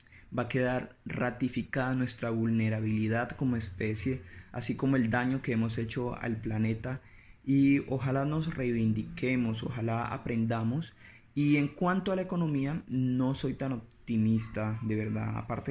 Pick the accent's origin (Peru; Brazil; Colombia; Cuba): Colombia; como colombianos somos una sociedad carente de disciplina